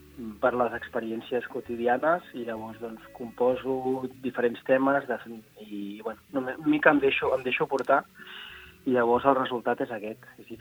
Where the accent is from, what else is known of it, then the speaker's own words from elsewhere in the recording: Palafrugell, Catalonia, Spain; born there; also born or lived in Berlin; now in Barcelona, Spain; Això és, vaig néixer a Palafrugell.